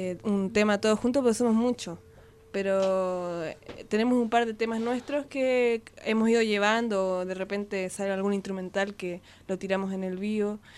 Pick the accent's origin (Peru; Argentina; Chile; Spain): Chile; somos algunos del sur, yo soy de Chile y de otros pagos ahí dentro.